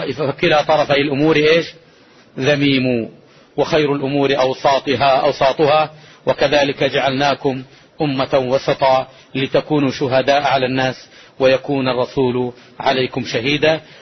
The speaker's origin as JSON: {"language": "Arabic", "country": "Saudi Arabia", "said": "هو المنهج الرباني الذي قامت عليه هذه بلادنا المملكة العربية السعودية منذ تأسيسها منذ 3 قرون"}